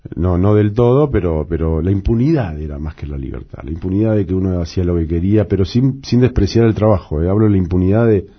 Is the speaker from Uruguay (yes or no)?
yes; Montevideo, Uruguay; born there; el cine de barrio que estaba en el Cerro, que es donde yo nací en Montevideo